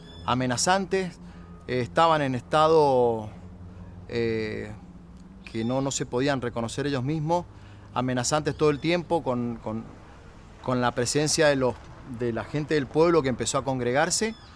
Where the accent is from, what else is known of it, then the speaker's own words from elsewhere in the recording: Uspallata, Mendoza, Argentina; soy de Uspallata, soy emprendedor, papá, comerciante, músico, integrante de la Asamblea de Uspallata desde que estoy en ese lugar, hace 12 años, poco más.